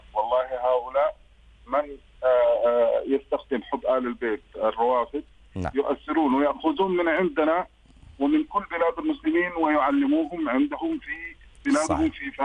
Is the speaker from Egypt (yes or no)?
no; Sudan; now in Medina, Saudi Arabia; نحن من أهل السودان نسكن المدينة المنورة